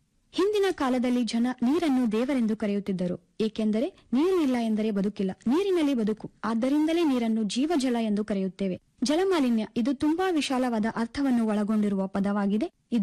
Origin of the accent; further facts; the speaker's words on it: Kalaburagi, Karnataka, India; ನಾನು ಮೂಲತಃ ಕಲಬುರಗಿ ಜಿಲ್ಲೆಯವಳು.